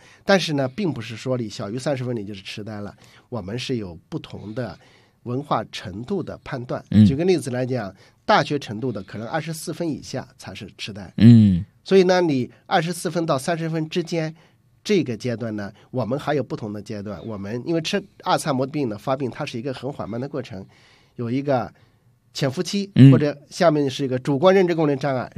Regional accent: China; 我们中国人都不认识

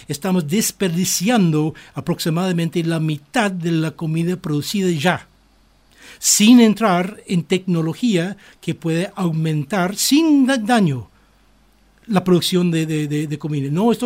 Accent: Ireland; Spanish is a second language; En muchos países, en mi país, en Irlanda, yo conocí varias familias de 13 niños

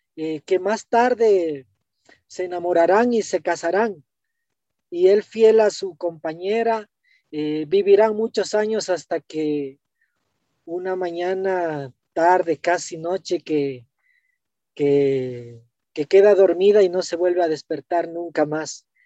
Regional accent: Ecuador; now in Quito, Ecuador; nosotros los quiteños, bueno, yo soy chagra, pero ya me siento más quiteño viviendo más de 40 años acá en Quito.

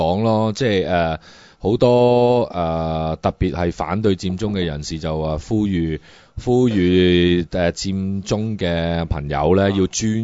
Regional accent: Hong Kong; 作為香港人應該要依法 OK。

